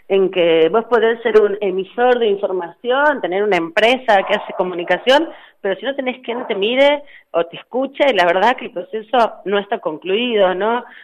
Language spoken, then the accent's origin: Spanish; Argentina; Nosotros, como sociedad argentina, hemos trabajado muchísimo y somos una sociedad muy activa en el proceso de demandar el cumplimiento de los derechos.